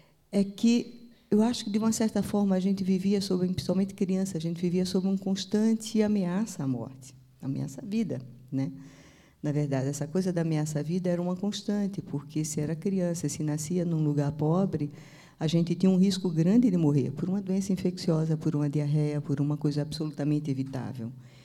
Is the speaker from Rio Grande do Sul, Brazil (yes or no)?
no; Recife, Pernambuco, Brazil; born there; eu nasci no Recife, e eu convivi de perto com mortalidade infantil.